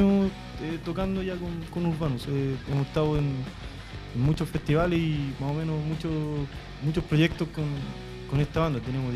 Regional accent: Santiago Metropolitan Region, Chile; vengo representación de la banda … que bueno, somos de La Legua. Y bueno, una población súper estigmatizada por los canales de televisión, por radio

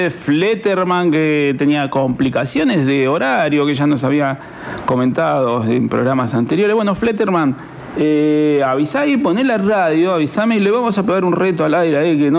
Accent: Centenario, Neuquén, Argentina; yo vengo de Centenario, bueno, algunos saben. Es más, estamos cerquita del autódromo

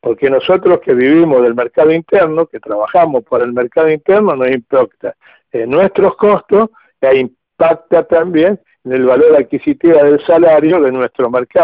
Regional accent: Argentina; somos todos los argentinos dueños de eso.

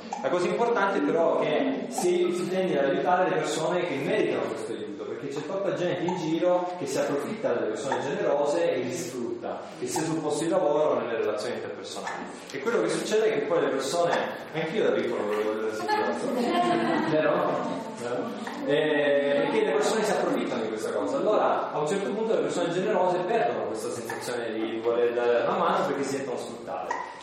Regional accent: Calabria, Italy; Io sono calabrese, come forse si capisce da un po' dall'accento, e mi sono trasferito qui in Alto Adige

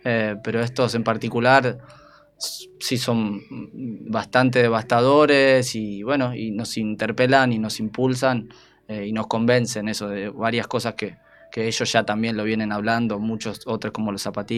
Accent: Argentina; A mí me tocó empezar a caminar en estas latitudes que hoy se conocen como Argentina.

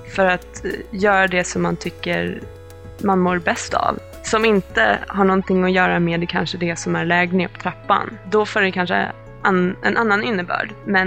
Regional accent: Sweden; Jag som svensk medelklass, jag har liksom alla de här trappstegen, de är redan liksom täckta för mig.

